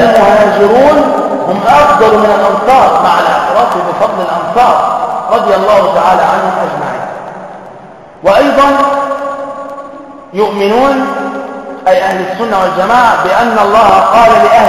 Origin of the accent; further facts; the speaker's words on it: Damietta, Damietta Governorate, Egypt; على فكرة أنا من دمياط